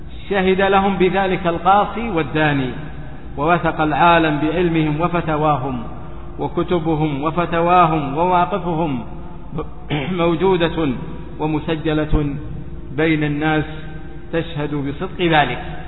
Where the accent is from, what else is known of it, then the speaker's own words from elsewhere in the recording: Saudi Arabia; وإن علماء هذه البلاد، بلادنا السعودية حرسها الله